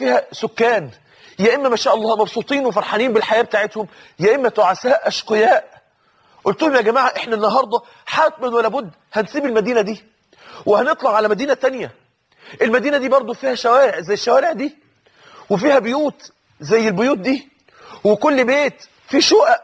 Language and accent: Arabic; Mansoura, Dakahlia, Egypt; أحد الناس اللي عاشوا معانا عندنا في المنصورة في نفس المسجد اللي كنا فيه